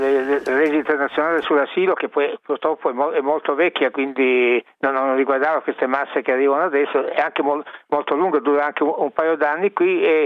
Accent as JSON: {"language": "Italian", "region": "Sicily", "country": "Italy", "said": "lo dico da siciliano"}